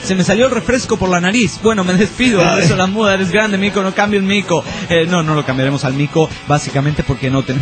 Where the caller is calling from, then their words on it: Costa Rica; de Costa Rica.